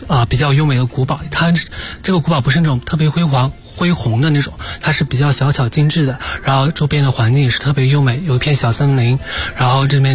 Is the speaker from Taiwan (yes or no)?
no; Sichuan, China; 不好意思，我是四川人。